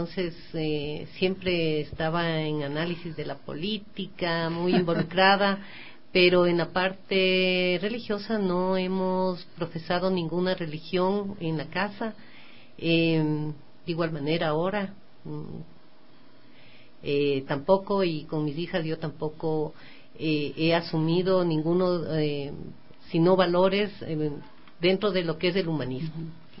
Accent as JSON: {"language": "Spanish", "town": "Quito", "region": "Pichincha", "country": "Ecuador", "tie": "born there", "said": "Bueno, yo nací en Quito. Mi padre es quiteño, mi madre es mochana, o sea, de la provincia de Tungurahua, de ahí del pie del Carihuairazo y del Chimborazo."}